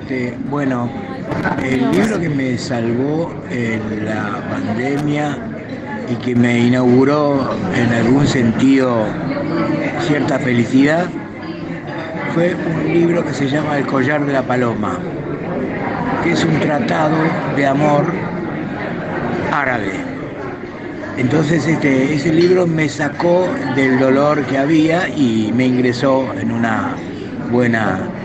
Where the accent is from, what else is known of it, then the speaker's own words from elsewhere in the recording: Buenos Aires, Argentina; soy de Capital.